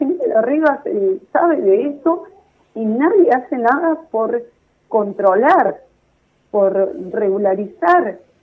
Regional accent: Florencio Varela, Buenos Aires Province, Argentina; porque yo ahí en Varela, somos de Varela, vivimos

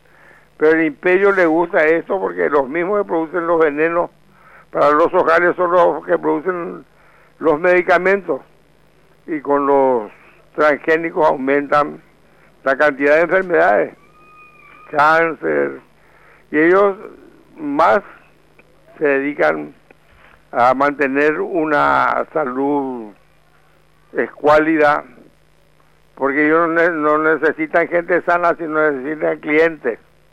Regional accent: Paraguay; Y yo más que paraguayo, yo soy latinoamericano.

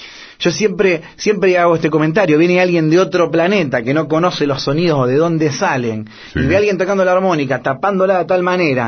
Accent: Argentina; yo soy un músico argentino que ama la música

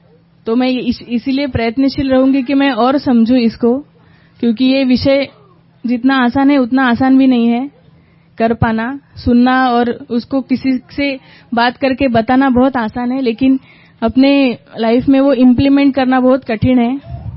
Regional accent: Yavatmal, Maharashtra, India; now in Kolhapur, India; और मैं बेसिकली यवतमाल से हूँ लेकिन अब कोल्हापुर में रह रही हूँ महाराष्ट्र।

